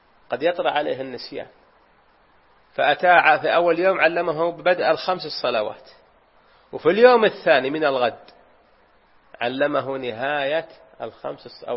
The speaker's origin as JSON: {"language": "Arabic", "town": "Unaizah", "region": "Al-Qassim", "country": "Saudi Arabia", "tie": "born or raised there", "said": "وهذه وقعت عندنا في بلدتنا في عنيزة"}